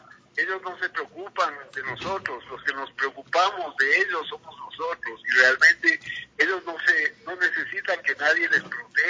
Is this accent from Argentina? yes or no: no; Ecuador; nosotros mismos, como ecuatorianos a nuestra Amazonía, tenemos que respetarla.